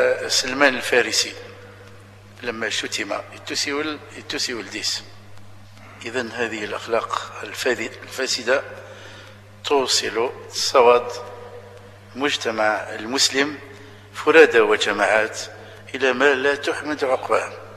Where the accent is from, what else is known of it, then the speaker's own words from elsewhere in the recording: Algeria; اللي شالي معروفين عندنا في الجزائر